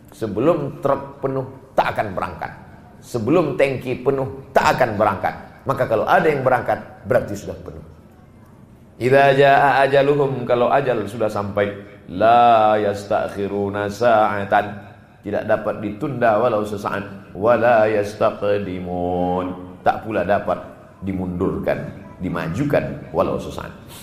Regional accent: Sumatra, Indonesia; Saya orang Sumatera.

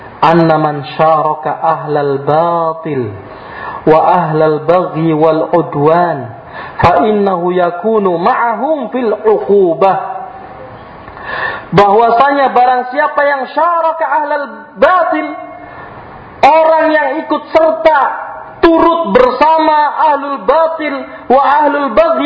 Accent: Cirebon, West Java, Indonesia; Terkhusus daerah saya ya, daerah Cirebon.

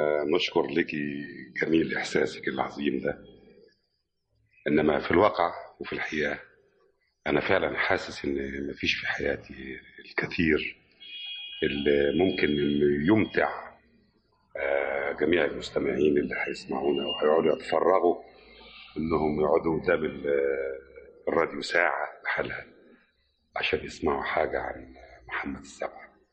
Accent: Nawasa al-Ghayt, Dakahlia, Egypt; born there; أنا من مواليد بلد اسمها نوسة الغيط، دي تبقى مركز من يعني إحدى القرى الريفية، مركز تابع المركز أجا، مديرية الدقهلية

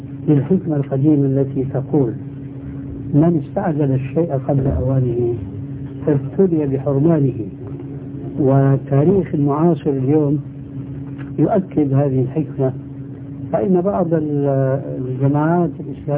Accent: Syria; إما كما يقولون عندنا في سوريا يسند الحيطان

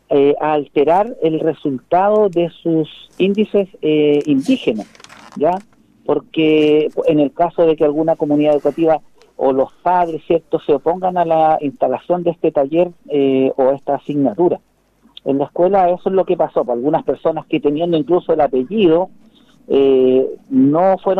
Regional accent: Chile; Somos chilenos, pero somos mapuche también.

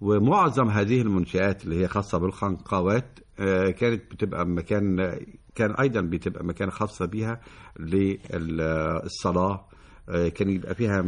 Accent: Egypt; احنا بنشوف عندنا في مصر قلعتين مهمتين

